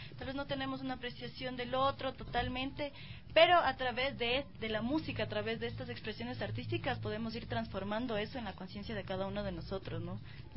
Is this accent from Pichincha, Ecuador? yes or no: yes; Quito, Pichincha, Ecuador; están construyendo nuestra identidad como quiteños